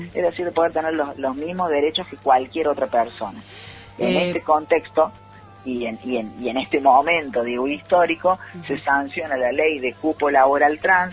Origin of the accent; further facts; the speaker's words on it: Córdoba, Argentina; en el interior del interior, en nuestros pueblos y en Tras la Sierra, ya estamos hablando ahí en los pagos nuestros